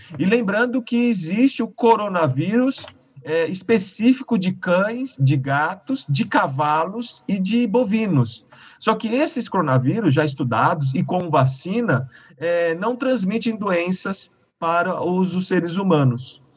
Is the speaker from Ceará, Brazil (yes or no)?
no; São Paulo, Brazil; now in Uberaba, Brazil; Sou de São Paulo, capital, mas fui fazer vestibular e passei na época, né?